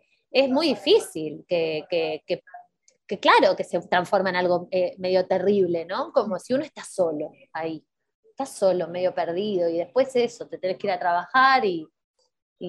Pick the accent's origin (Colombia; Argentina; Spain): Argentina; porque nosotras particularmente somos de Argentina